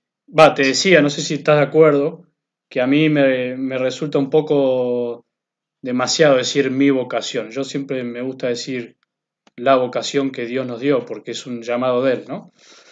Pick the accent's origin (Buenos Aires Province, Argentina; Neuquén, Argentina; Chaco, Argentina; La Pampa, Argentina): Buenos Aires Province, Argentina; Bella Vista; also born or lived in San Miguel de Tucumán; ya de muy chico mis padres por trabajo se tuvieron que venir a Buenos Aires. Soy el cuarto de 7 hermanos, así que, bueno, casi que me crié acá en Buenos Aires, en la zona de Bellavista.